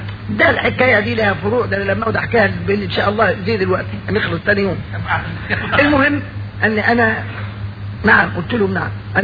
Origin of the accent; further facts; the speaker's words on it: Egypt; لان المتبع عندنا في مصر